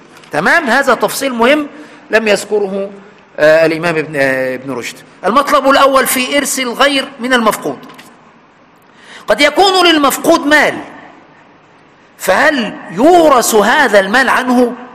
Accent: Aswan Governorate, Egypt; عندنا في أسوان

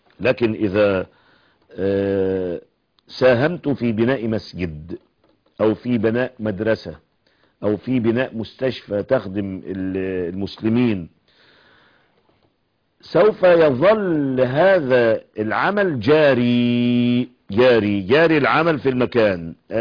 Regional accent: Egypt; أن يحفظ بلادنا مصر

